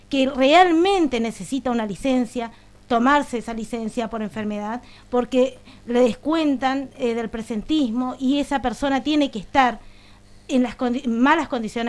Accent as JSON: {"language": "Spanish", "town": "Santa Ana", "region": "Misiones", "country": "Argentina", "said": "Soy de Santa Ana, pero trabajo, mi mayor carga horaria tengo en San Ignacio, también trabajo en Oberá"}